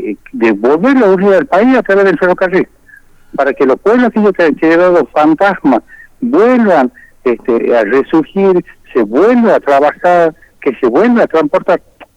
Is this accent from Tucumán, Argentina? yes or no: yes; Tucumán, Argentina; yo le digo, soy de Tucumán, acá tenemos una problemática con el ferrocarril